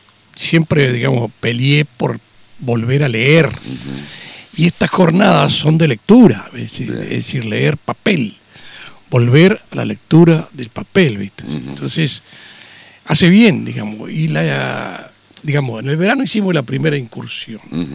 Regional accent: Concordia, Entre Ríos, Argentina; Porque somos de Concordia.

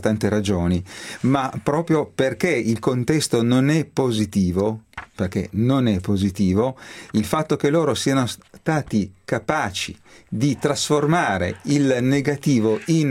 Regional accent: Turin, Piedmont, Italy; sono torinesi, piemontesi, e questo denota anche la mia provenienza territoriale.

